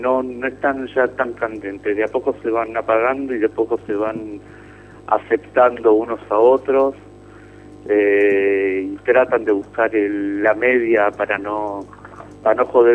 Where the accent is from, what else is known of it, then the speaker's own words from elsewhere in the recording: Argentina; moved away; Eso es lo que me afecta a mí como argentino que vive en el exterior.